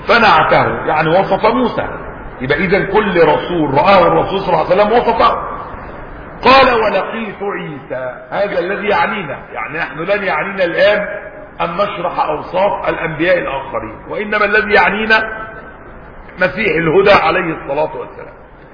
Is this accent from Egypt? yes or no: yes; Egypt; كان عندنا في مصر قديما حمامات